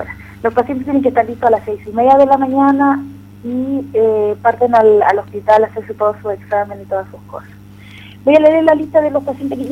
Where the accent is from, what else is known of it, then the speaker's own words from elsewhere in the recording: Chile; ha servido para conocer a nosotros como chilenos